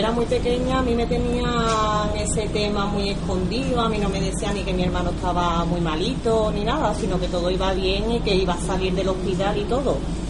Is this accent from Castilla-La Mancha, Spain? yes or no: no; Seville, Andalusia, Spain; soy de Sevilla.